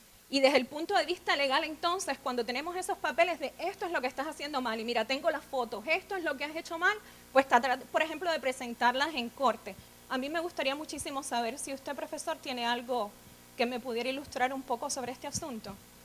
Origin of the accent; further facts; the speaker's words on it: Cuba; vine con la impresión de que soy cubana